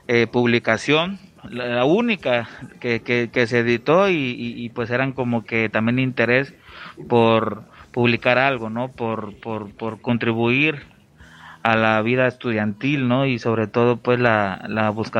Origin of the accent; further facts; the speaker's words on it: Acapulco, Guerrero, Mexico; ya lo acaba de decir mi compa Jaque, y soy del puerto de Acapulco.